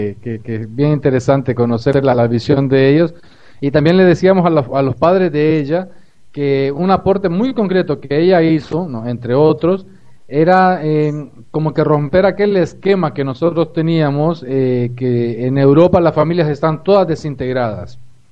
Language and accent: Spanish; Honduras; now in Uruguay; soy de Honduras, casado con brasileña y viviendo en Uruguay.